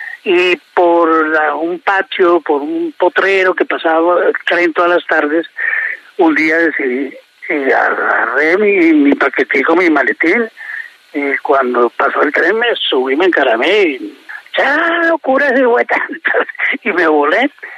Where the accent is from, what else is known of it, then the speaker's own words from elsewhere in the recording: Bogotá, Colombia; also born or lived in Mesitas del Colegio; yo nací en Mesitas. Obviamente siempre lo he dicho y siempre lo he tenido en mi corazón, porque es el pueblo donde nací, donde mis papás vivieron, donde nacimos los primeros 5 hijos. Solo que al nacer yo, a los poquitos meses de nacer, la familia se vino para Bogotá.